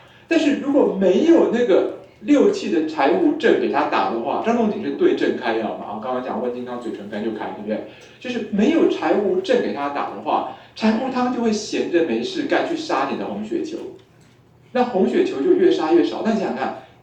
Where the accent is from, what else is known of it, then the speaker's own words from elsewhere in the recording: Taiwan; 就我们台湾人用科学中药啊，那克数就可以更低